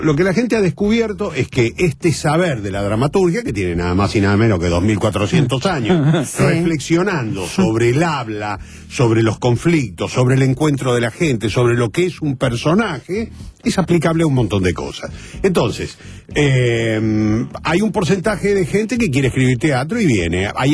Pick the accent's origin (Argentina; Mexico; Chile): Argentina; San Martín, Buenos Aires Province; San Martín, provincia de Buenos Aires.